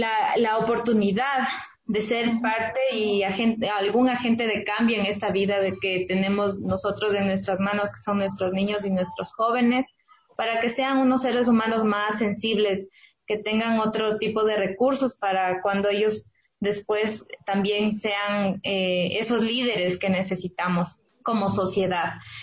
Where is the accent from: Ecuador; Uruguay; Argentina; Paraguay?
Ecuador; lo que nosotros somos y tenemos como ecuatorianos